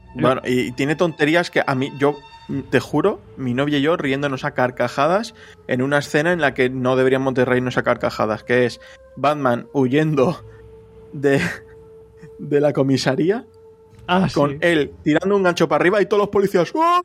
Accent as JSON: {"language": "Spanish", "country": "Spain", "said": "para los que somos de España"}